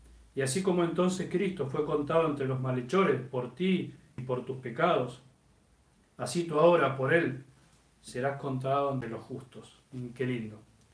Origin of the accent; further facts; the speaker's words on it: Tucumán, Argentina; desde Tucumán, mi tierra, qué lindo Tucumán, cómo extraño Tucumán